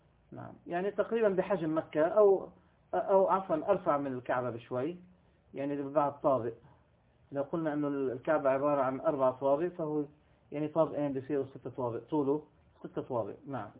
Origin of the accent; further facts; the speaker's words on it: Beirut, Beirut Governorate, Lebanon; born there; كنت وقتها في منطقة الغبيري، ومنطقة الغبيري في بيروت، يعني أنا ولدت في بيروت في لبنان. منطقة الغبيري هي الوسط، يعني جورة التشيع، يعني وسط المنطقة الشيعية في لبنان. وكنت أعمل هناك في بداية شبابي